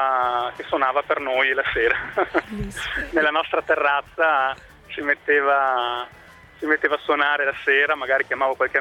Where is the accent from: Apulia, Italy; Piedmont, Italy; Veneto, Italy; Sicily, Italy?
Veneto, Italy; Padua; io sono da Padova, ho lavorato a Modena, sono province abbastanza laboriose